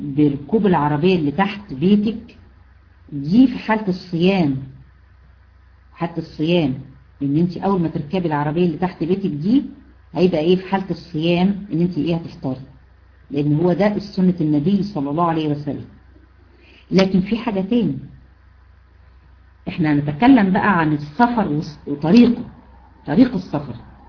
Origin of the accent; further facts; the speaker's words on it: Egypt; احنا هنا عندنا في مصر عارفين الكارثة اللي هي بتفصل ما بين المدينة وبعضها،